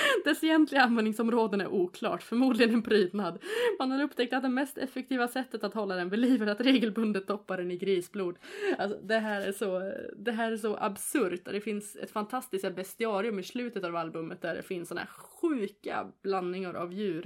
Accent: Norrland, Sweden; accent: Norrland; Och så kan man lägga sig till mitt norrländska.

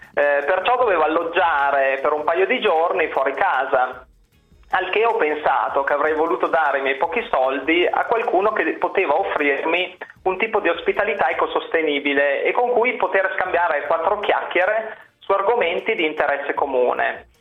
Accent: Emilia-Romagna, Italy; accent: Emilian; visto che abbiamo radici emiliane, come si sente probabilmente anche dal mio accento

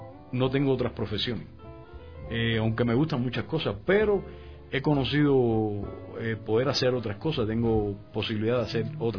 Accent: Güira de Melena, Artemisa, Cuba; born there; nací en Guira de Melena, en un barrio que se llama El Paraíso. Ahí mis primeros pasos fueron entre negros rumberos

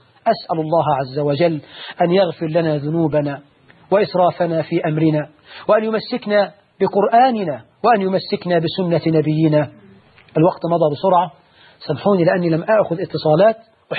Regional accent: Egypt; سيما عندنا في مصر

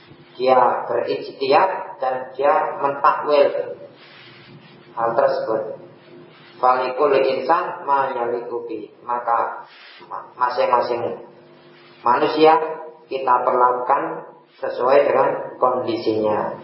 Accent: Java, Indonesia; Kita orang Jawa, kita tahu bahasa yang sopan mana, bahasa yang enggak sopan mana.

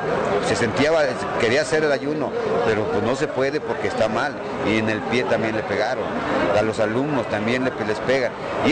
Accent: Tlaxcala, Mexico; Yo no soy de Guerrero, yo soy del estado de Tlaxcala.

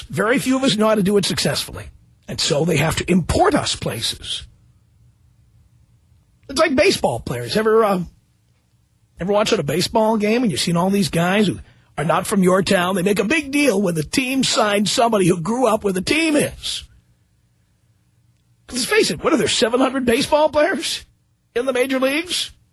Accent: New York City, New York, United States; now in Los Angeles, United States; I live in Los Angeles, and I have for 19 years, but you know what? I come from New York City. I did not grow up here.

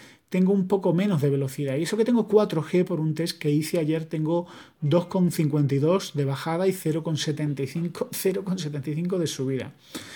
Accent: Spain; yo como español lo veo como tarifa de datos es cara

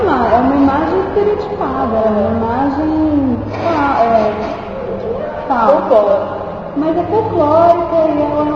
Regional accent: São Paulo, Brazil; E, assim, como paulista, a gente estranha quando percebe que o Brasil inteiro tem preconceito contra o paulista.

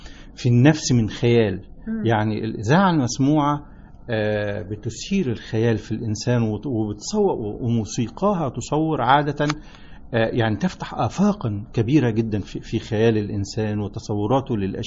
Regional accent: Beni Suef Governorate, Egypt; احنا انا من بني سويف من مركز سنصة من قرية اسمها بني حلة

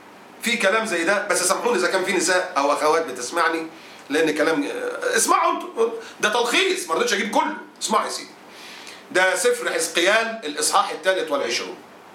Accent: Egypt; اللي عندنا في مصر عشان تعرف هم مضطهدين ولا لا.

